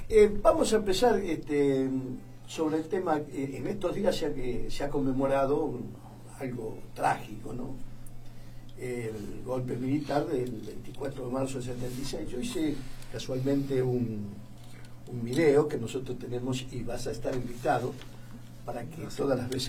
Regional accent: Rosario, Santa Fe, Argentina; Es el defecto que nos encuentran los porteños. Somos rosarinos.

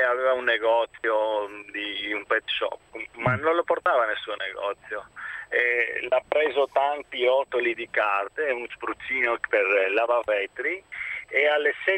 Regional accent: Greece; now in Verona, Italy; Io sono greco, trapiantato a Verona 15 anni fa.

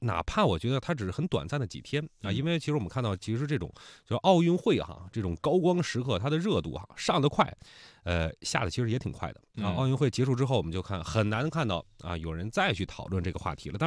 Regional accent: China

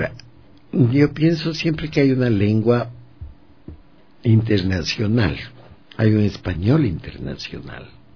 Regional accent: Baños de Agua Santa, Tungurahua, Ecuador; Yo nací en Baños de Agua Santa y cuando ese lugar tenía 2,000 habitantes, ¿no? No, cuando nací tenía 1,000.

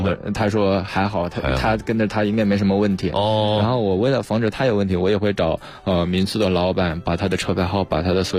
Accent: Hubei, China; born there; 因为我出生在农村，出生在湖北

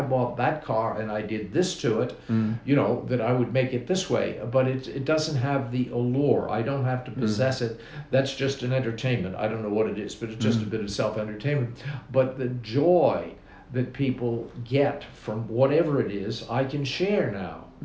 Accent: Australia; I'm an Australian, and I'm going to go back to Australia

